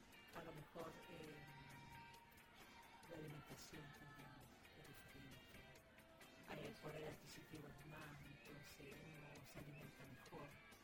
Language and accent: Spanish; Coelemu, Ñuble, Chile; Cuando niña, yo estuve en Coelemo y ahí sí que sea frío. En el verano mucho calor y en el invierno, pero era de esas heladas que tú las bateas y se han escarchado.